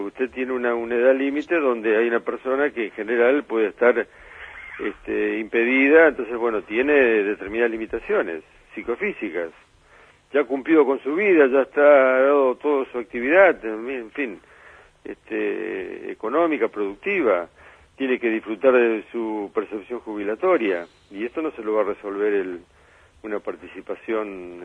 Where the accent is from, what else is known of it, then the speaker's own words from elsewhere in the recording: Argentina; Fíjese que hoy nuestra gran preocupación como argentinos tiene que estar en que hay 1 millón de jóvenes que no estudian ni trabajan.